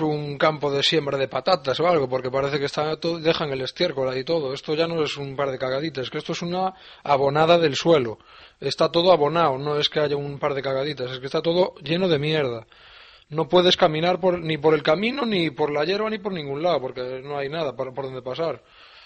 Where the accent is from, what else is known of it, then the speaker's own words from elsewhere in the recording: Galicia, Spain; Yo soy de Galicia y cada vez que sacaba mi perro lo tenía que sacar con una bolsita